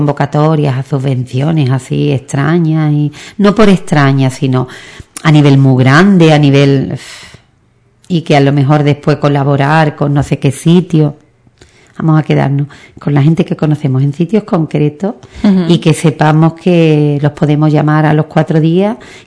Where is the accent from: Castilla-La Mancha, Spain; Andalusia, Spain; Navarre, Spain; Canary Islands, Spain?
Andalusia, Spain; Ubrique; Esto es de no sé quién, esto es nuestro, de Ubrique.